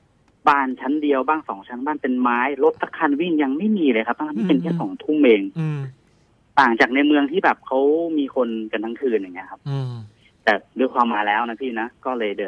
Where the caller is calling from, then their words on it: Nonthaburi, Thailand; นนทบุรีครับ